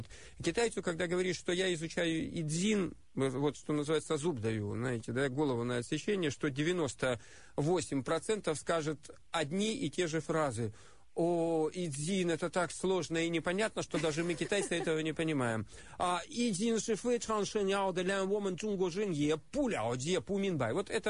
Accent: Far East, Russia; also born or lived in Khabarovsk / Kamchatka / Vladivostok / Blagoveshchensk; Я с Дальнего Востока. Я прожил, родился и прожил первую часть жизни на Дальнем Востоке. Родился под Комсомольском на Амуре, жил в Хабаровске, заканчивал школу на Камчатке, учился во Владивостоке и жил еще какое-то время в Благовещенске.

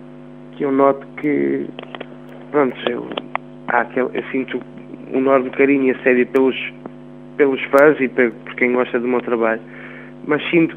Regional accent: Portugal; porque também sou português e queria que as pessoas sentissem esta musicalidade em português

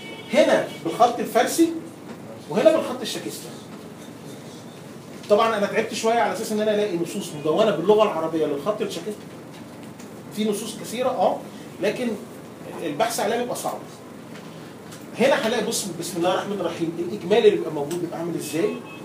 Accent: Egypt; يعني ما فيش عندنا حد في مصر بيكتبه، والاكثر اهميه ان ما فيش حد عندنا في مصر بيعرف يقراه.

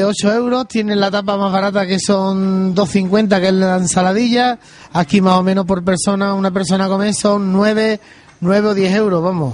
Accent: Coripe, Andalusia, Spain; accent: Andalusian; Yo soy de Sevilla, del último pueblecito de la provincia de Sevilla, lindando con la serranía de Cádiz, que se llama la Sierra Sur. Se llama Coripe, donde es un pueblo muy bonito, una gente muy maravillosa y muy barato.

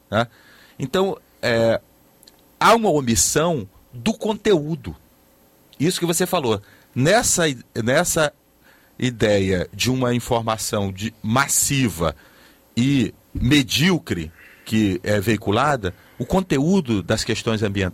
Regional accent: Rio Grande do Norte, Brazil; Eu sou nordestino, sou lá do Rio Grande do Norte, sou potiguar, né?

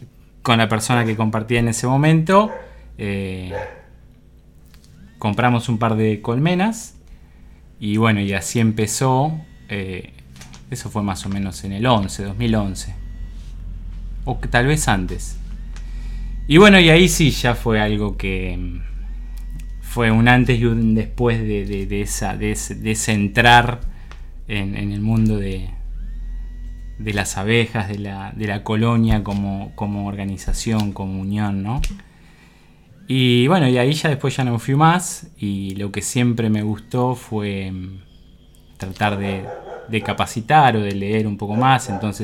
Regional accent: San Miguel del Monte, Buenos Aires Province, Argentina; yo soy nacido y criado en San Miguel del Monte, provincia de Buenos Aires.

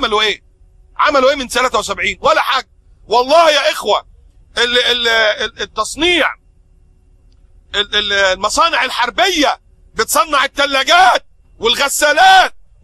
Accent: Egypt; في عندنا في مصر الناس بتشرب عصير برسيم، مش بياكلوا برسيم

